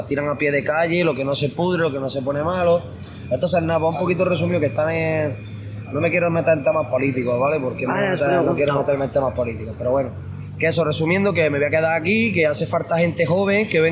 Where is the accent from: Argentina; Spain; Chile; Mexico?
Spain; Granada, Andalusia; yo vengo de Granada, yo veo esto y lo que estaba viendo por la tele y no es la verdad